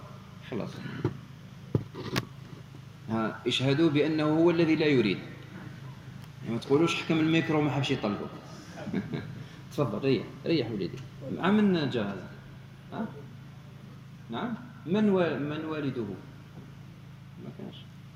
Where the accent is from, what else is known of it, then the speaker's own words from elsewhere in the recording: Algeria; هنا عندنا في الجزائر في شهر رمضان ما تجد إلا الخير